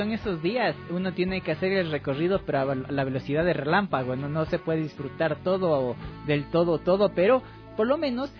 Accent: Ecuador; Entonces, es lo que realmente somos los ecuatorianos.

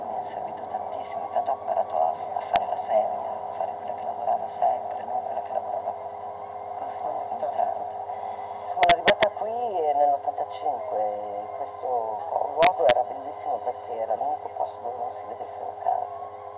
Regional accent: Trentino-Alto Adige, Italy; io sono vissuta in Valdissoli, in questo a 1000 metri, dove c'era una natura molto selvaggia

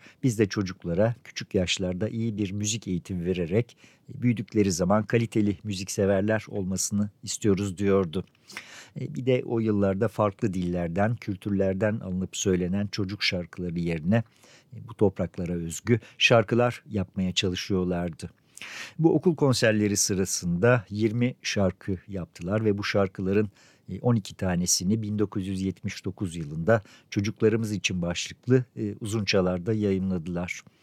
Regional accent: Altınşehir, Istanbul, Turkey; 1962'de doğdum ve 60'lı yıllar benim için tam anlamıyla radyo günleriydi. Küçükçekmece Gölü'nün kuzeyindeki Altınşehir Köyü'nde 1970'lere kadar elektrik yoktu. Evimizdeki pilli radyo bizim için dünyaya açılan kapıydı.

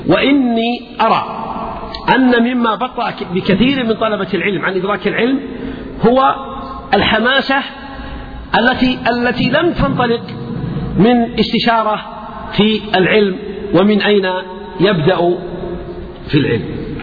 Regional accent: Buraydah, Al-Qassim, Saudi Arabia; يعني مثلا عندنا في بريدة

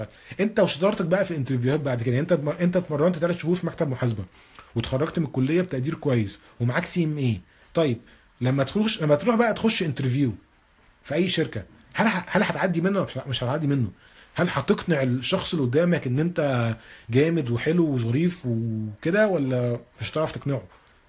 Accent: Egypt; حتى احنا عندنا في مصر ثقافة ان يبقى عندك صحاب من الشغل

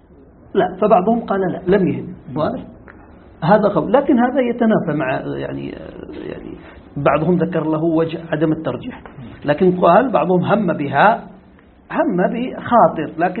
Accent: Yemen; هذه اللغة موجودة عندنا في اليمن،

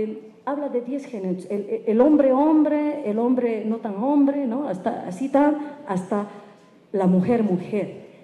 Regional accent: Bolivia; soy de Bolivia, soy aymara, soy feminista comunitaria, y ahí, bien, bien, y soy lesbiana.

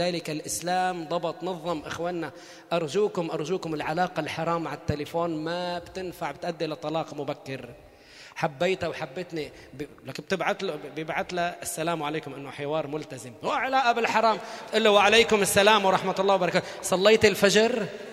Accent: Beirut, Beirut Governorate, Lebanon; لا نحن ببيروت اتجوز انا وياه. المهور المهور عندنا في بيروت يعني بنت بيروت

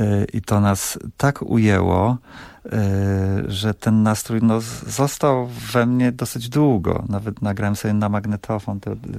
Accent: Pińczów, Świętokrzyskie Voivodeship, Poland; bo ja pochodzę z Pińczowa

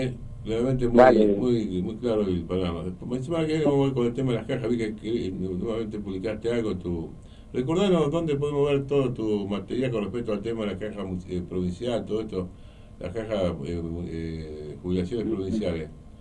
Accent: Argentina; Espero que algún día nos reencontremos como argentinos

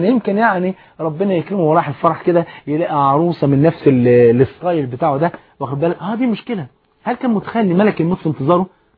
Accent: Egypt; جريدة الأخبار أو الأهرام عندنا في مصر

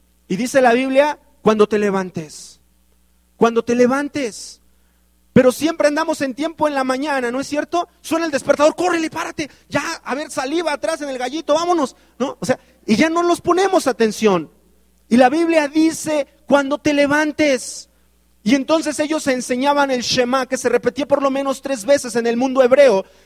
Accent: Mexico; Las estadísticas dicen que los mexicanos leemos 1.5 libros al año.

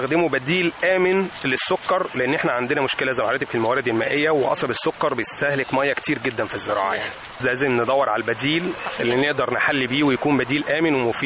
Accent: Egypt; مفيش بيت عندنا في مصر مفيهوش حد مريض سكر

